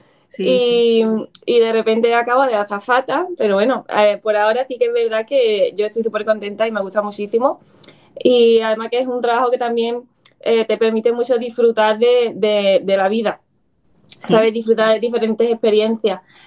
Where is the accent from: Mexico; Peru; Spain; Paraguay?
Spain; Alhaurín, Andalusia; yo originalmente soy de Málaga, de Alhaurín